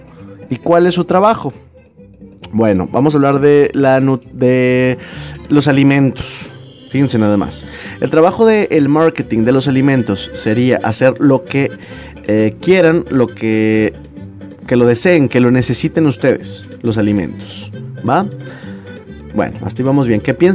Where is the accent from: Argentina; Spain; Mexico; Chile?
Mexico; Nuevo León; accent: norteño; soy norteño, tengo como unas 6 generaciones atrás de mí también de aquí de Nuevo León.